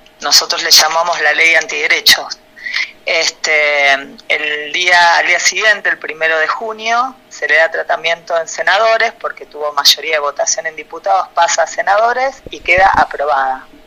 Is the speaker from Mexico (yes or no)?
no; Cafayate, Salta, Argentina; Soy de Cafayate, provincia de Salta.